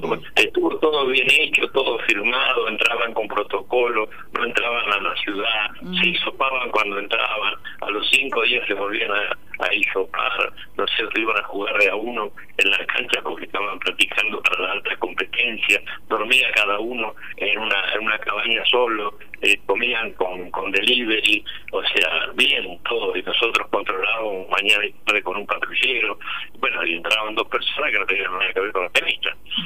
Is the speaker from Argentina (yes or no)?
yes; Argentina; O sea, bueno, estos somos los argentinos, ¿no?